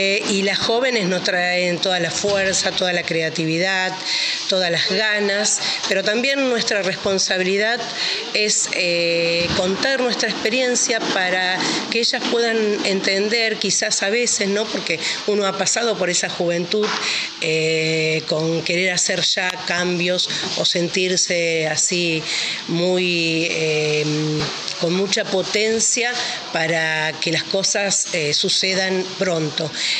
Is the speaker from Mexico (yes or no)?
no; Rosario, Santa Fe, Argentina; de Rosario, de la Radio Aire Libre, FM 91.3.